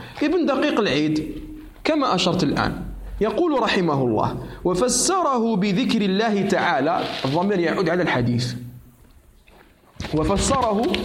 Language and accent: Arabic; Algeria; أعرف شيخا محدثا من هنا من بلدنا الجزائر